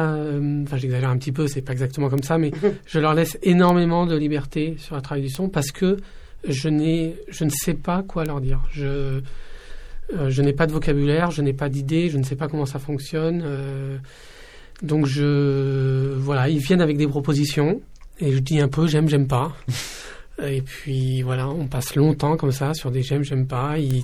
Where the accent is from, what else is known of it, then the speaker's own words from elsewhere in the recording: Ivry-sur-Seine, Île-de-France, France; also born or lived in Casablanca, Morocco; je suis né à Casablanca, mais j'ai grandi à Ivry, donc je suis vraiment très très content de retourner là-bas.